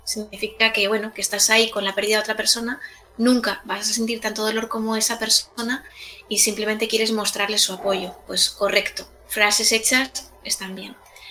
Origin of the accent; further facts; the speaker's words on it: Ballesteros de Calatrava, Castilla-La Mancha, Spain; mi pueblo, Ballesteros de Calatrava, tuvo un primer caso